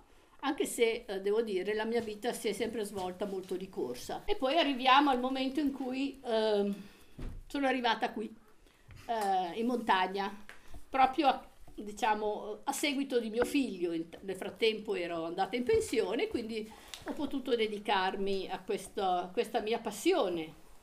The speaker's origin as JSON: {"language": "Italian", "town": "Savona", "region": "Liguria", "country": "Italy", "tie": "born there", "said": "Io sono nata in Liguria, a Savona, e poi ho fatto un salto e sono andata, quindi Savona è sul mare, vicino a Genova. Poi ho fatto questo salto e sono andata in pianura, alle porte di Milano, in un paese abbastanza grossino, insomma, sui 7.000 abitanti"}